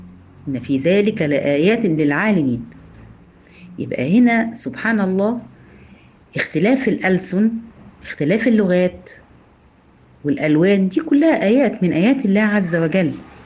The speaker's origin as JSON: {"language": "Arabic", "country": "Egypt", "said": "إحنا هنا عندنا في مصر المفروض إن إحنا بنتكلم لغة عربية، لكن طبعا إحنا مش بنتكلم عربي، إحنا بنتكلم لغة عامية."}